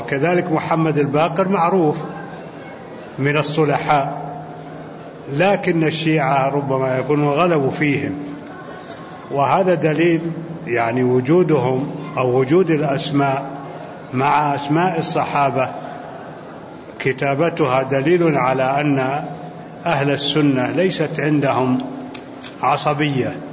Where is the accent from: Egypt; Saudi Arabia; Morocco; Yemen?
Saudi Arabia; هو في عندنا في السعودية.